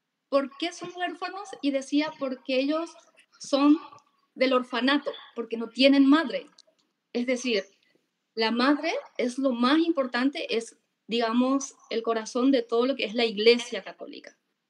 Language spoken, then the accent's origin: Spanish; Paraguay; Y soy de Paraguay.